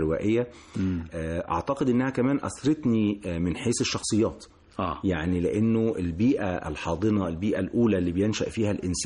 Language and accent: Arabic; Cairo, Cairo Governorate, Egypt; لكن أنا ولدت وربيت في شبرا